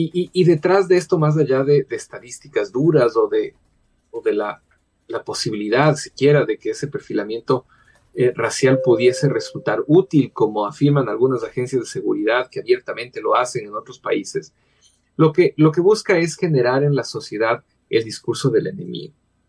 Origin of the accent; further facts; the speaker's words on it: Ecuador; todos somos la selección, todos somos de Ecuador